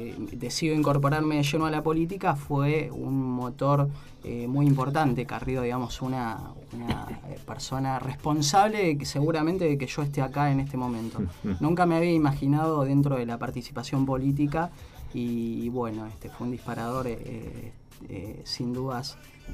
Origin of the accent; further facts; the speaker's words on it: Claypole, Buenos Aires Province, Argentina; also born or lived in Rafael Calzada; Soy oriundo de Claypole. En realidad nací en Rafael Calzada, me crié en Rafael Calzada hasta los 6 años y después viví hasta hace muy poquito tiempo en Claypole toda mi vida.